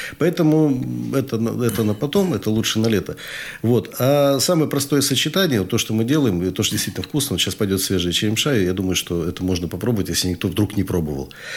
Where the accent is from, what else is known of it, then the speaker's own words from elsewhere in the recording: Tomsk, Tomsk Oblast, Russia; Вообще Сибирь, Западная Сибирь, например, я-то оттуда родом, я из Томска родом.